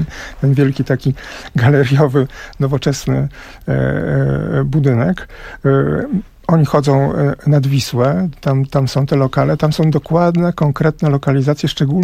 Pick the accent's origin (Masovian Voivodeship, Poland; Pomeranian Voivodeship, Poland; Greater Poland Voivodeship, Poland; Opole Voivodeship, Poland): Masovian Voivodeship, Poland; Warsaw; Ja się wychowałem na Pracy Południe